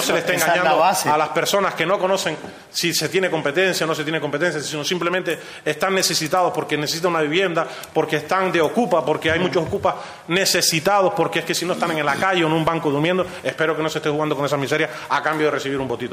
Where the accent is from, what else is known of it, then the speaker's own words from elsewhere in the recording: Ingenio, Canary Islands, Spain; born there; soy canario, no nací en Lanzarote, nací en Gran Canaria, municipio de Ingenio, padres de Valsequillo, mi padre de Valsequillo, mi madre de Agüime.